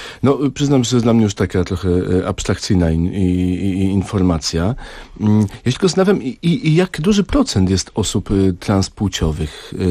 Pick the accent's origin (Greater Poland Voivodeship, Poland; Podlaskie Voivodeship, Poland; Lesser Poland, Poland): Lesser Poland, Poland; Kraków; Ja jestem z Krakowa